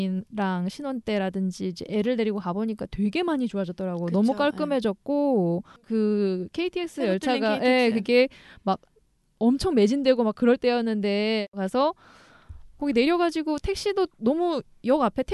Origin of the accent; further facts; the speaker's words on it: Gangwon, South Korea; 제가 강원도 출신이잖아요.